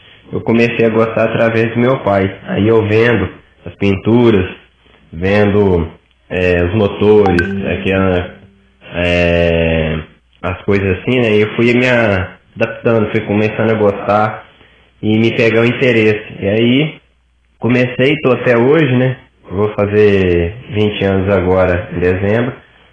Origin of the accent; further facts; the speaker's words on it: Capitólio, Minas Gerais, Brazil; É, sou de Capitólio, né